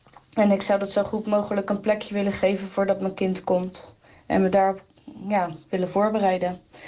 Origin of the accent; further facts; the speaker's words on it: Rotterdam, South Holland, Netherlands; ik kom uit Rotterdam.